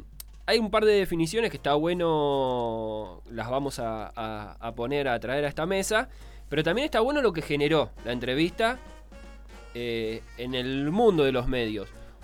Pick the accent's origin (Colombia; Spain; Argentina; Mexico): Argentina; Quilmes, Buenos Aires Province; Soy de Quilmes